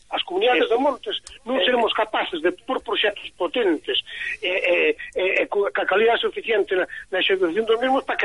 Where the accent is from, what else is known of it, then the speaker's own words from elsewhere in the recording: Vilamea, Galicia, Spain; Eu son de Vilamea, que é o que está mesmo no fondo da Capela de Xurés.